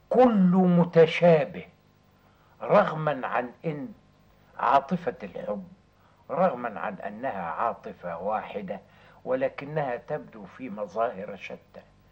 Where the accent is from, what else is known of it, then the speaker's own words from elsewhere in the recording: Egypt; ومع الأخلاق الطبيعية بتاعتنا كمصريين